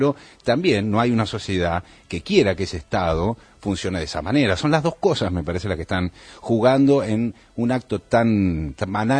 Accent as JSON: {"language": "Spanish", "country": "Argentina", "said": "como el argentino que está acostumbrado, nosotros, que estamos acostumbrados a pisar cualquier cosa"}